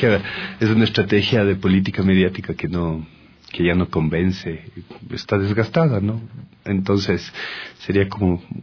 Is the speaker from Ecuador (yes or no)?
yes; Ecuador; esas son las opiniones con las cuales nosotros como ecuatorianos tenemos que convivir todo el tiempo